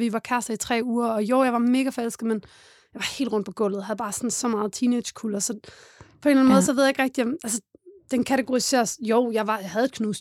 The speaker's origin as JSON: {"language": "Danish", "town": "Odense", "region": "Region of Southern Denmark", "country": "Denmark", "said": "Jeg kommer fra Odense"}